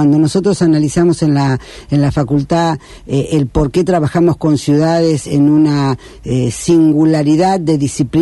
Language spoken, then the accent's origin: Spanish; Rosario, Santa Fe, Argentina; Yo soy rosarina porque soy rosarina.